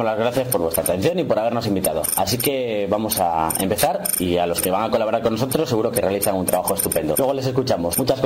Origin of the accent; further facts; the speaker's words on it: San Felices, Cantabria, Spain; nos encontramos en los corrales de Buelna, cerca de mi pueblo. Yo soy de San Felices, además.